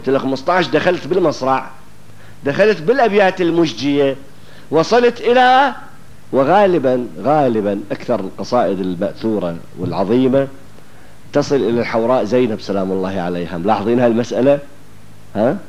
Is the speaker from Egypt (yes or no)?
no; Iraq; accent: Iraqi; now in Syria; هذا البناء يبدأ من الأساسات للبتلو بلهجتنا احنا العراقية، هنا يسموه شيناج